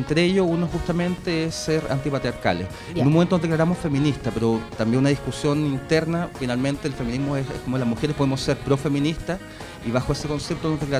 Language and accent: Spanish; Ñuñoa, Santiago Metropolitan Region, Chile; born there; No, les comentaba, yo nací en Ñuñoa y me vine por un tema...